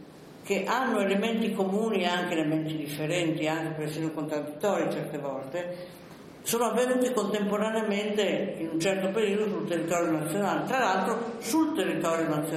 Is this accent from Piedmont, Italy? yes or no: yes; Novara, Piedmont, Italy; born there; Io sono nata a Novare, come è noto, un po' dopo le guerre puniche